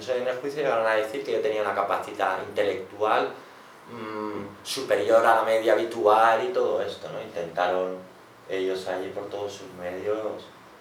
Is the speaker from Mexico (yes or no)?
no; Barcelona, Catalonia, Spain; Digo, no, yo soy de Barcelona y tal